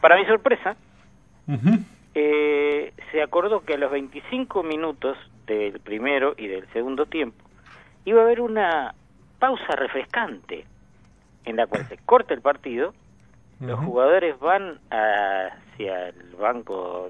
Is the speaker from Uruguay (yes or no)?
yes; Uruguay; cada vez que yo vaya al exterior y diga soy uruguayo